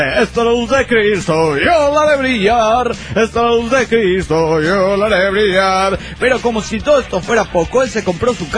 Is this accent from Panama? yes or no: yes; Panama; de Panamá. ¡Panamá!